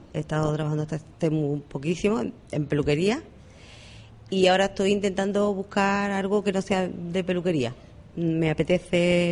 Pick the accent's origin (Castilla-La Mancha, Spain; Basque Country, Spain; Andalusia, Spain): Andalusia, Spain; moved away as an adult; now in Canary Islands, Spain; me monté mi propia peluquería, la tuve 14 años, en mi pueblo, que yo soy de Sevilla, y olé, de un pueblecito pequeñito, y allí la tuve 14 años, hasta que me enamoré de un sevillano, y me vine para acá, para las islas.